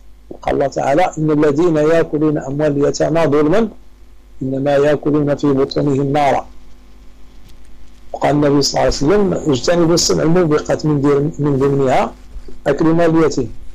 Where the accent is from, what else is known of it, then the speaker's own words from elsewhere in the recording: Morocco; تعرف العاده عندنا في المغرب تيديروا صدقه في الليل ولا في اليوم الموالي